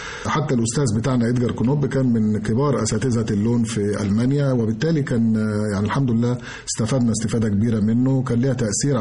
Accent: Egypt; وإحنا كمصريين طبعا مهتمين جدا بالقضية

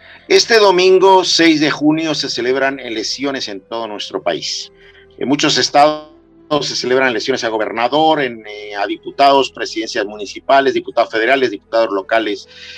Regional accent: Mexico; Como latinos, como mexicanos, somos muy dados a criticar y criticamos

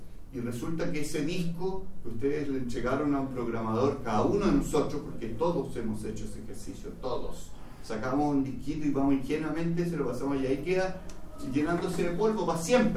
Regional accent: Chile; necesitamos realmente afianzarnos con identidad como chilenos en el mundo de la globalización

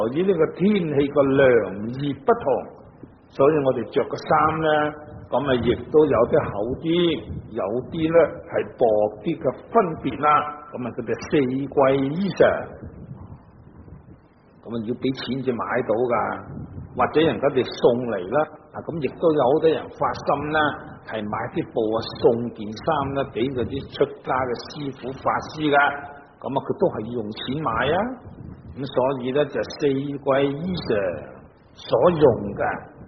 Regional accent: Guangdong, China; 即使住响南方，我哋广东人、广东省啊，热天就当然唔会冻啦。

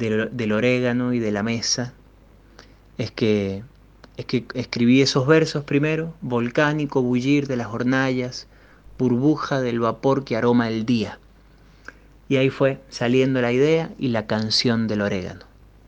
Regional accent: Mendoza, Argentina; El orégano es uno de los principales productos que tiene mi pueblo, donde hay mucha producción de alimentos campesinos, pero ajo, orégano, azafrán, nueces y todo tipo de frutas y hortalizas en el Valle de Uco, en el oeste de Mendoza.

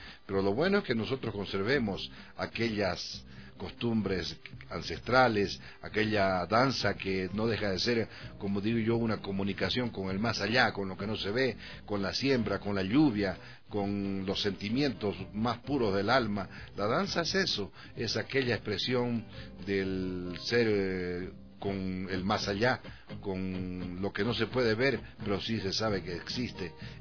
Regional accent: Chaco, Bolivia; yo soy del Chaco

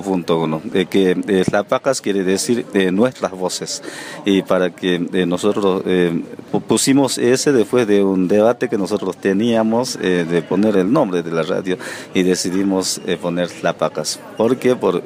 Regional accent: Santa Victoria Este, Salta, Argentina; soy de Santa Victoria Este, en el departamento de Rivadavia.

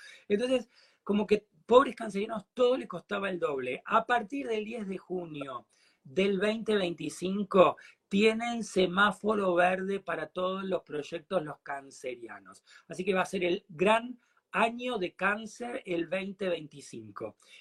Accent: Argentina; Es como nosotros acá en la Argentina, viste que nosotros tenemos, sigo gastronómico hoy, viste que nosotros tenemos una comida que se llama dulce de leche.

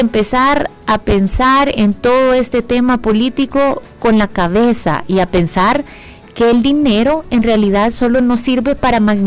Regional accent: El Salvador; Al final somos salvadoreños y deberíamos

